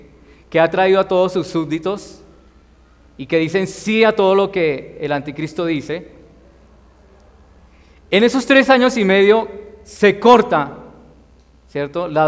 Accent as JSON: {"language": "Spanish", "country": "Colombia", "said": "nosotros también como ciudadanos colombianos queremos que haya paz en nuestro país"}